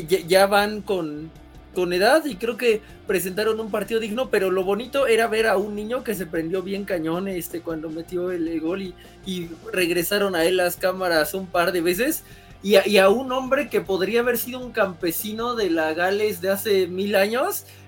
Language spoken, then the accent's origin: Spanish; Mexico; Supongo que lo decimos como mexicanos